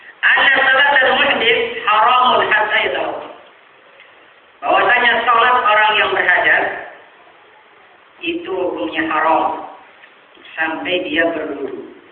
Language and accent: Indonesian; Sulawesi, Indonesia; Daerah Sulawesi sana, daerah saya